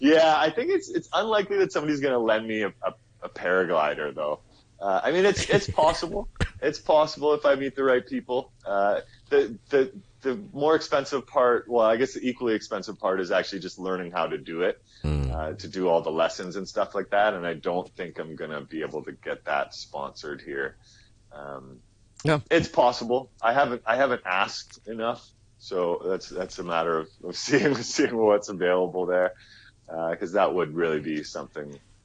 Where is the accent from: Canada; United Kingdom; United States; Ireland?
Canada; I can't, as a Canadian, I can't go through Iran or Tibet without having a guide with me at all times